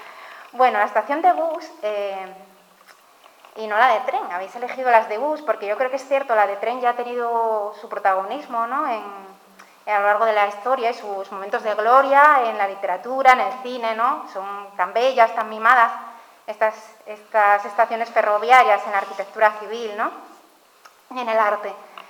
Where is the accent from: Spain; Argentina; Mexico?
Spain; Ribadesella, Asturias; a Ribadesella, mi pueblo adoptivo de cría, esos retornos en bus